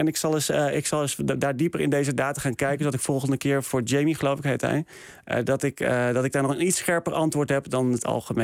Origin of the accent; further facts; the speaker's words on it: Netherlands; dat ik ben opgegroeid in de Bijbelbelt.